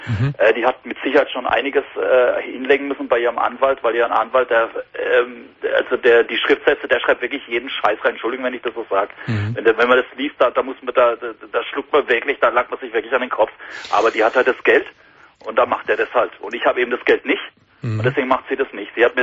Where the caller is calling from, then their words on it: Karlsruhe, Baden-Württemberg, Germany; Ich kann es ruhig sagen, ich komme aus Karlsruhe.